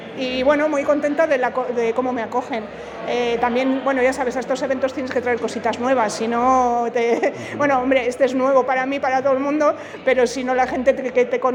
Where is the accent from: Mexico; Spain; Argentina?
Spain; San Sebastián, Basque Country; es la primera vez que vengo a Madrid también. Ajá. Yo vengo de Donosti.